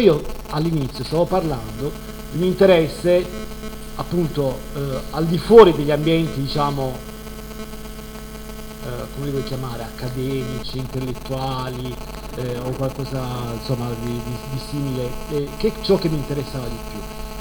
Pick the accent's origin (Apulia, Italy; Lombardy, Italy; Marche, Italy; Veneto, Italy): Apulia, Italy; Bari; Io per esempio sono originario di Bari